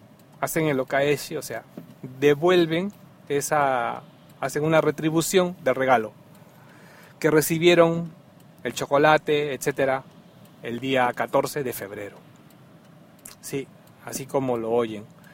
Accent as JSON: {"language": "Spanish", "country": "Peru", "tie": "born or raised there", "moved": "yes", "said": "por lo menos en mi tierra natal, Perú, el día de los enamorados era el día"}